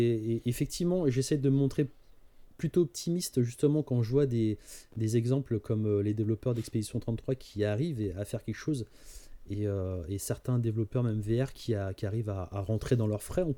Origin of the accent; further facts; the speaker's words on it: France; on se paluche en tant que Français dessus